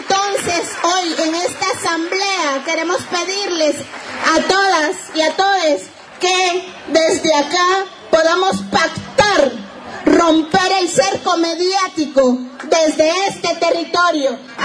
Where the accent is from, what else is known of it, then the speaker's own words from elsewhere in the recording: Argentina; desde este territorio de pueblos originarios, desde las que venimos de Argentina.